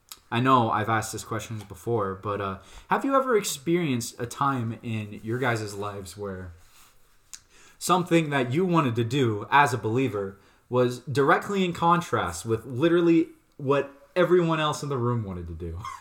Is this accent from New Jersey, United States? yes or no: no; Soda Springs, Idaho, United States; back in my hometown of Soda Springs, as I was saying before, I was big shrimping in my Boy Scouts troop.